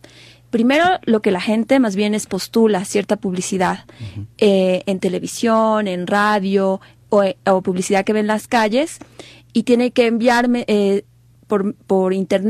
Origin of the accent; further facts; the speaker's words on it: Bolivia; Yo estoy visitando Ecuador porque soy boliviana